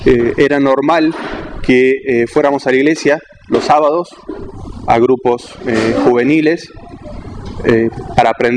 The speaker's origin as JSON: {"language": "Spanish", "country": "Argentina", "said": "soy argentino, nací en Argentina y soy musulmán desde hace 17 años, alhamdulillah, y que provengo de una familia católica, tibia, que no era muy practicante"}